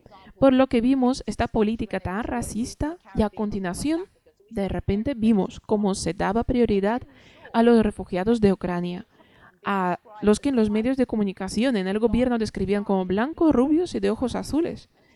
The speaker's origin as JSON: {"language": "Spanish", "country": "Trinidad & Tobago", "lives_now": "United Kingdom", "said": "alguien como yo, que soy migrante y vengo de Trinidad y Tobago, mi país fue colonizado por Inglaterra."}